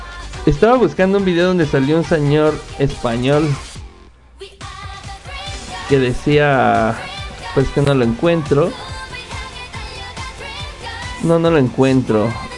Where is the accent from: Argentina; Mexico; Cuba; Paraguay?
Mexico; yo soy mexicano